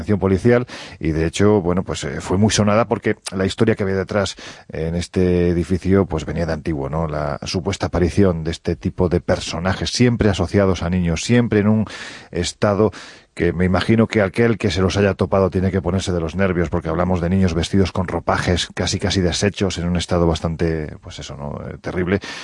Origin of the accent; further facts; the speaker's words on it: Jaén, Andalusia, Spain; en el ayuntamiento de mi tierra en Jaén